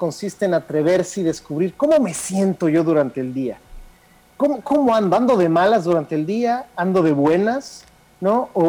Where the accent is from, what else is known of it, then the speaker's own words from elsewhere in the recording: Mexico; Eso a veces se nos olvida, por ejemplo, que somos mexicanos, ¿no? Y que los mexicanos no vemos igual que los alemanes o que los franceses.